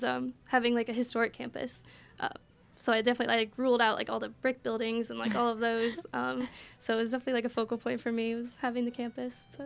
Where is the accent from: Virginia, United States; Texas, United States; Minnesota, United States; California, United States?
Virginia, United States; And I'm from Northern Virginia, so I knew I wanted to stay, like, kind of close to home.